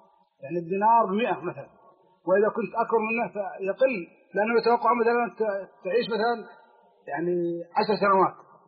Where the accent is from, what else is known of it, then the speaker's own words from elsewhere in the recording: Kuwait; عندنا في الكويت الموظف يتوظف سنة عاما